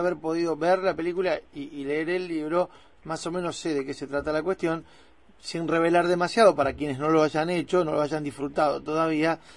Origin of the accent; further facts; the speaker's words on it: Avellaneda, Buenos Aires Province, Argentina; a nosotros los de Avellaneda, yo soy de Avellaneda, nos pasa eso